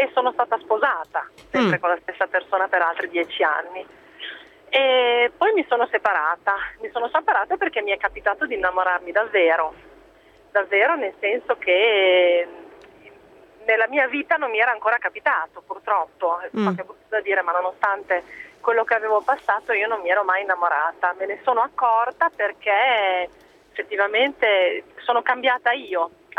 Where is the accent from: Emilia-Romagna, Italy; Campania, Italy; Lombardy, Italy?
Emilia-Romagna, Italy; Bologna; io ho 38 anni, vengo da Bologna, abito in provincia di Bologna.